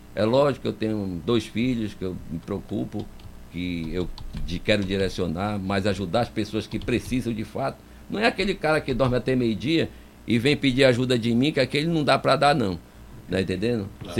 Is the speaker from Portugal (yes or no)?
no; Manaus, Amazonas, Brazil; born there; nossa cidade querida, que eu nasci em Manaus... Daqui não pretendo sair.